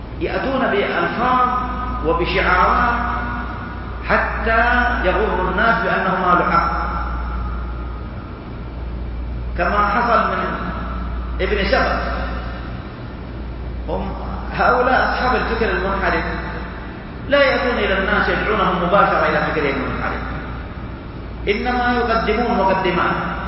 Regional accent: Saudi Arabia; ونحمد الله عز وجل أننا في بلدنا المملكة العربية السعودية نعيش هذه الخيرات

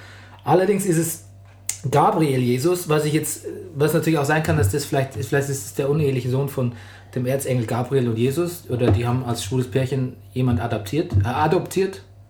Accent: Bavaria, Germany; weil ich würde eigentlich als Bayer sagen, der Robert.

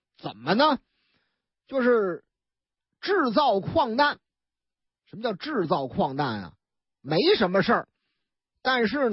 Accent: Zhengzhou, Henan, China; 这个河南我老家郑州警方破获的那起儿16年前的一起震惊全国的银行抢劫案

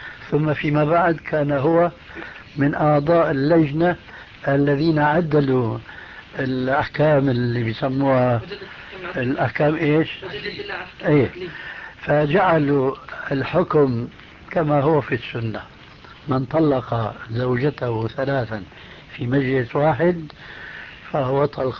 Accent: Damascus, Damascus Governorate, Syria; أخوه عندنا في دمشق

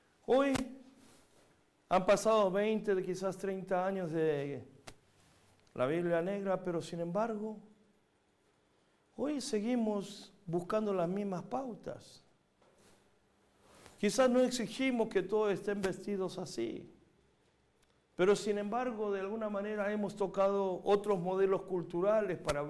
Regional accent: Buenos Aires, Argentina; Yo crecí en la Argentina, en los barrios judíos, de Once, Flores, Floresta.

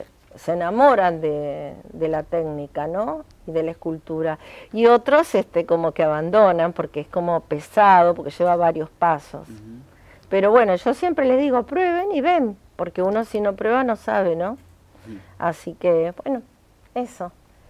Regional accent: Buenos Aires, Argentina; born there; now in Cañuelas, Argentina; si bien yo nací en Capital Federal, pero yo estoy viviendo en Cañuelas y este es mi lugar en el mundo en este momento.

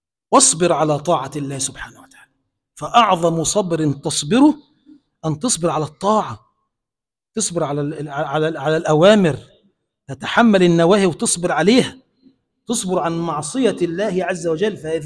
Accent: Egypt; اللهم اجعل بلدنا مصر بلدا آمنا مطمئنا سخاء رخاء

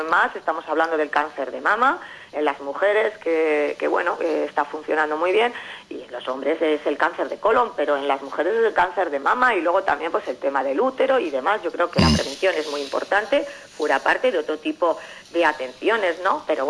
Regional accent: Llodio, Basque Country, Spain; yo soy de Llodio

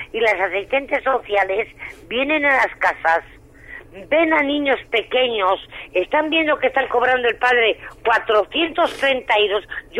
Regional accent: Santovenia de Pisuerga, Castile and León, Spain; Yo soy de Santo Venia

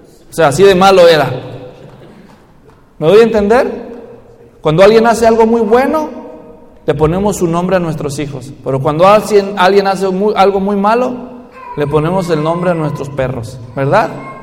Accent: Mexico; para los que somos mexicanos y a veces nos quejamos del gobierno allá

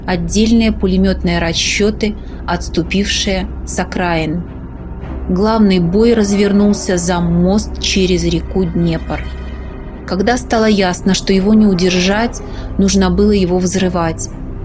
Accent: Mogilev, Mogilev Region, Belarus; Через три года, 28 июня 1944 года, наши войска за один день освободили мой родной город от фашистов.

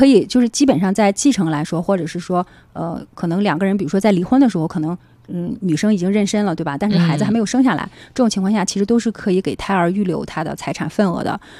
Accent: China; 就我们中国人的这个传统上来说

